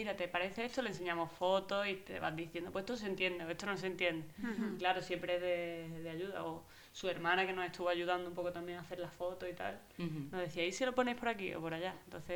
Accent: Málaga, Andalusia, Spain; Yo vengo de Málaga y he estado allí muchos años en un estudio, ¿no?, con otros compañeros

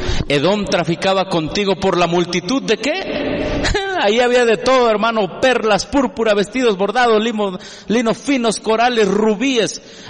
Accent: Mexico; Yo como mexicano protesto porque soy protestante y creo en la verdadera libertad religiosa.

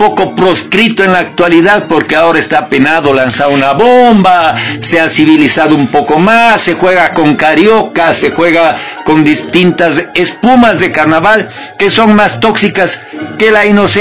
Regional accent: Cuenca, Azuay, Ecuador; yo crecí en Cuenca, y en Cuenca era común que en las casas, la familia, los vecinos mataban un cerdo, preparaban morcillas, fritada, dulces de todo tipo.

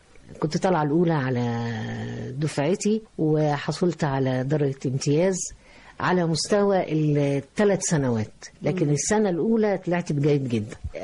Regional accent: Egypt; في النهاية احنا بنحمل جوانا، انا مش عايز اقول الشركسي وإلى آخره، لكن عايز اقول ان انا مصرية 100%.

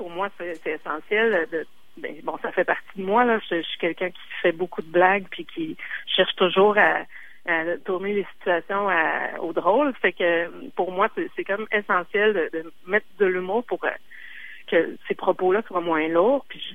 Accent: Quebec City, Quebec, Canada; je viens de Québec, j'ai étudié au Cégep plein de fois, et j'ai travaillé chez Cossette aussi, à Québec, en pub.

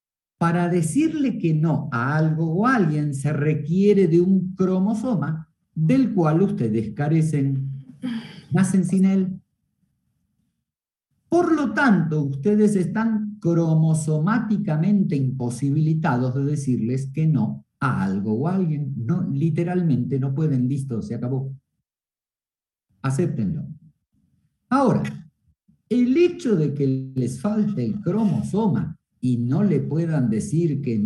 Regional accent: Argentina; como soy argentino te voy a llevar a un muy buen restaurante argentino para que conozcas la comida de mi tierra

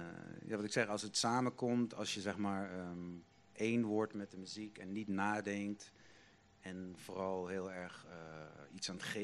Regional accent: Limburg, Netherlands; now in Amsterdam, Netherlands; Ik kom uit Limburg, hè, zoals ik... Had ik dat al gezegd? Nee. Ik kom uit Limburg.

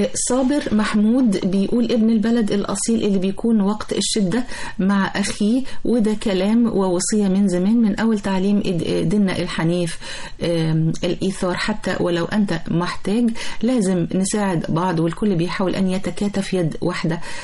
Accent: Egypt; طبعا الواحد بيفتخر والله ان هو مصري الى ابد الابدين ان شاء الله

